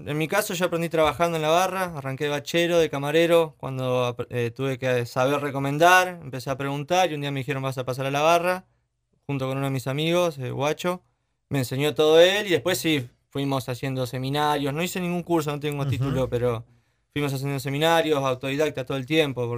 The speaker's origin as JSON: {"language": "Spanish", "region": "Santa Fe", "country": "Argentina", "said": "Yo ya hace 4 años que estoy en Navarra, soy de Santa Fe, no soy de acá de La Plata"}